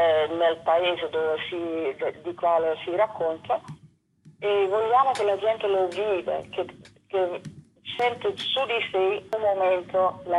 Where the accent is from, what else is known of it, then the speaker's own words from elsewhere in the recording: Netherlands; Io vengo da una lunga storia, sono olandese, ho fatto tutta altre cose